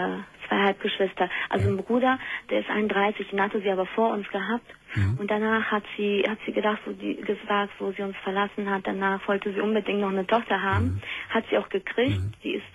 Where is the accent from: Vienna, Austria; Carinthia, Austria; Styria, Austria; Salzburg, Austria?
Vienna, Austria; born there; Ja, ja, und wir sind in Wien geboren. Und ich hab die ganze Zeit geglaubt, sie würde in Österreich leben.